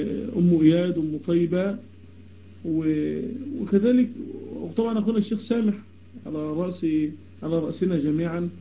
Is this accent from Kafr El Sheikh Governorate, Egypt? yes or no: no; Damietta, Damietta Governorate, Egypt; أنا من دمياط، من مصر، من دمياط.